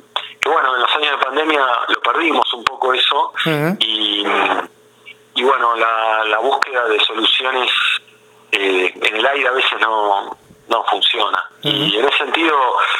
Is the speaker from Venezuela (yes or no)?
no; Buenos Aires, Argentina; yo, como porteño, yo me crié en Buenos Aires